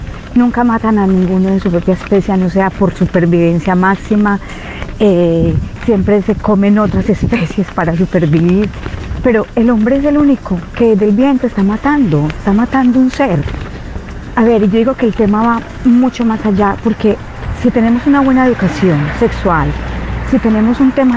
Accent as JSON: {"language": "Spanish", "town": "Medellín", "region": "Antioquia", "country": "Colombia", "lives_now": "Alicante, Spain", "said": "Alicante, España. Soy de Medellín."}